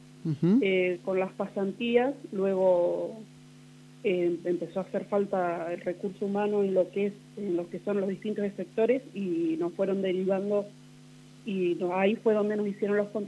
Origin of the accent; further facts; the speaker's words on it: Villa Massa, Buenos Aires Province, Argentina; now in Santa Rosa, Argentina; Yo tengo 36 años. Uh-huh. Soy oriunda de la provincia de Buenos Aires, de Villa Massa. Uh-huh. Y me vine a Santa Rosa.